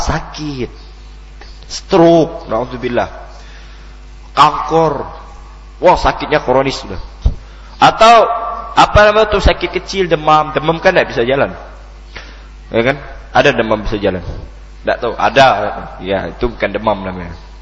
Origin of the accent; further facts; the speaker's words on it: Pontianak, West Kalimantan, Indonesia; Saya lahir di Pontianak, besar di Pontianak